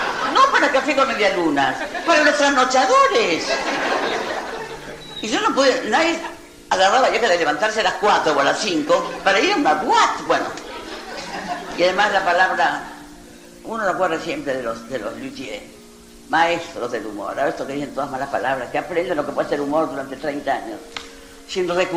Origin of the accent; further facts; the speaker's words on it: Cuba; No, soy cubano. Y esta película la vi en La Habana